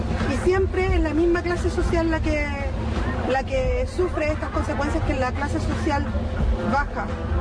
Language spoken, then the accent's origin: Spanish; Chile; Soy chilena, vivo aquí hace 10 años.